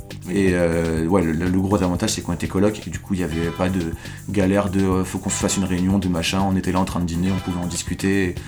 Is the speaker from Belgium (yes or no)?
no; Lyon, Auvergne-Rhône-Alpes, France; moi je suis lyonnais